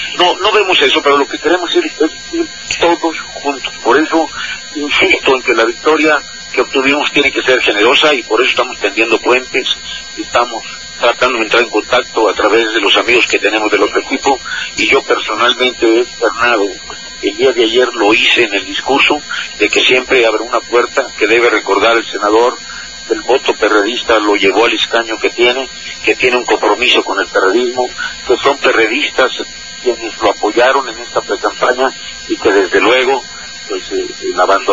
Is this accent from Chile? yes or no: no; Tehuantepec, Oaxaca, Mexico; also born or lived in Mexico City; Yo soy originario de Oaxaca, nací en Tehuantepec, estudié hasta ahí, estudié hasta la preparatoria ahí.